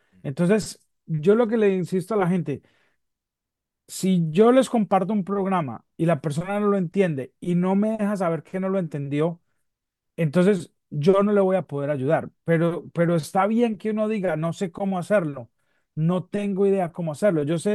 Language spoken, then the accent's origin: Spanish; Colombia; Y resulta que nosotros vinimos como colombianos después de que Colombia le ganó a Argentina 5-0 en Buenos Aires